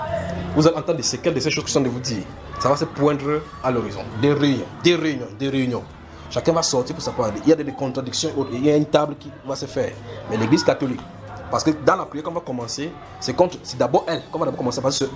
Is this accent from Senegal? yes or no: no; Cameroon; S'ils ne peuvent pas nous contacter parce qu'on est des Camerounais